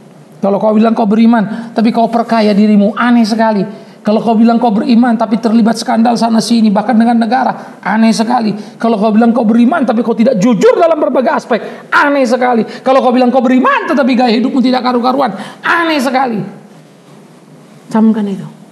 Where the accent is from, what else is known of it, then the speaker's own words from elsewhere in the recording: Pematangsiantar, North Sumatra, Indonesia; Saya orang Siantar. Dari daerah saya banyak sekali senior-senior saya yang jadi jagoan-jagoan